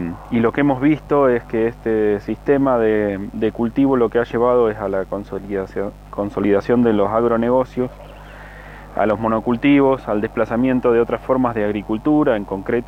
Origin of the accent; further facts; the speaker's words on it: San Luis, Argentina; soy de San Luis